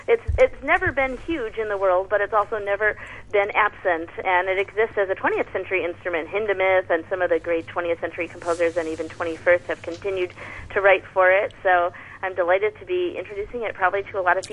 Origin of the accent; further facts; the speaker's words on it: Chicago, Illinois, United States; I was lucky to be homeschooled as I was growing up in Chicago because of my practice hours.